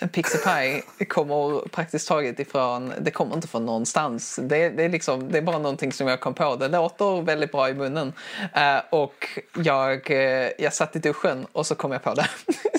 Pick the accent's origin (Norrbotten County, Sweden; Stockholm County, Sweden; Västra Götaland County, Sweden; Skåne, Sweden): Skåne, Sweden; accent: Scanian; Det är min skånska som